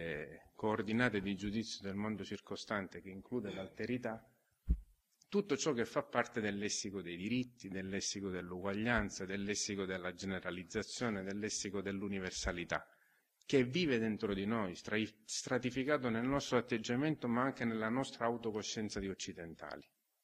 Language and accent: Italian; Sicily, Italy; Dopodiché le ho detto, no, vabbè, però sono siciliano.